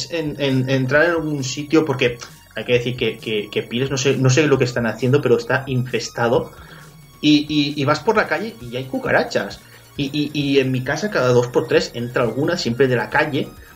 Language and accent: Spanish; Valencian Community, Spain; yo como valenciano, 2 o 3 petardos